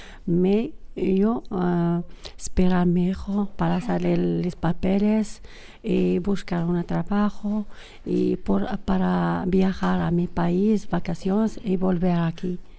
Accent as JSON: {"language": "Spanish", "country": "Morocco", "second_language": "Spanish", "moved": "yes", "lives_now": "Irún, Spain", "said": "soy de Marruecos, vine aquí casi 5 años."}